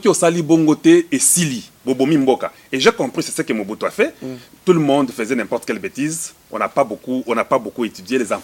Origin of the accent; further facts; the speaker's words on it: DR Congo; Mais chez nous au Congo, on a des terres incroyables.